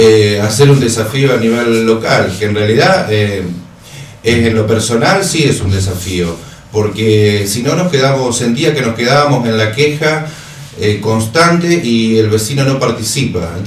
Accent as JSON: {"language": "Spanish", "town": "Mercedes", "region": "Buenos Aires Province", "country": "Argentina", "said": "Yo soy de Mercedes, estoy desde el 2002"}